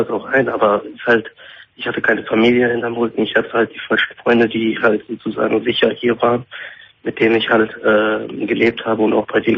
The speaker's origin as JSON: {"language": "German", "country": "Turkey", "tie": "born or raised there", "also_born_or_lived": "Italy", "moved": "yes", "lives_now": "Germany", "said": "Weil ich bin eigentlich in Italien geboren, aber mit 3 Monaten wurde ich halt in die Türkei mit meinem Vater geschickt und habe da erst eine Staatsbürgerschaft bekommen und habe jetzt einen türkischen Pass."}